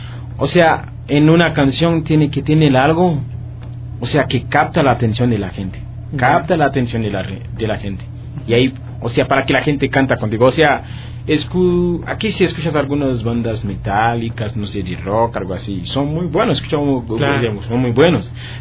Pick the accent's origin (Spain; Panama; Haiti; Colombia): Haiti; Spanish is a second language; yo soy de Haití